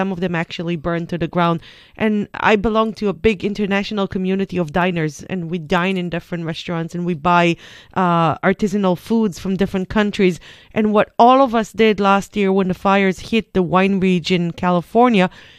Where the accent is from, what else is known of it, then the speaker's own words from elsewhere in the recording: Israel; I'm coming from Israel, so we have it everywhere.